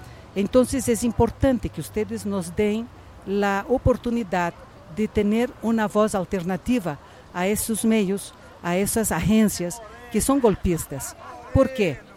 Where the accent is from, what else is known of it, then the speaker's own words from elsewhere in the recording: Brazil; moved away as an adult; now in Mexico; soy brasileña mexicana. Yo vivo en México hace 40 años. Yo vine a México también por problemas políticos en Brasil, yo era estudiante.